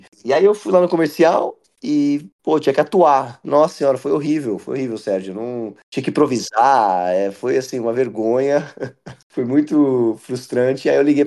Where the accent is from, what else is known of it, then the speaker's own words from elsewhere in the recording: Campinas, São Paulo, Brazil; Aí foi quando eu nasci. E aí, enfim, eu cresci, me formei em Campinas.